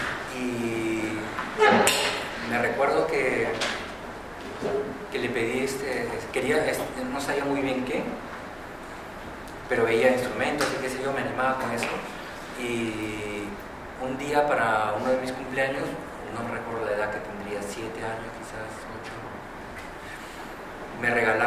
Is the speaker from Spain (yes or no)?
no; Peru; moved away; En el momento en el cual salimos como grupo de Perú para hacer una gira, y a partir de eso yo me quedo, pues todos nos quedamos en Europa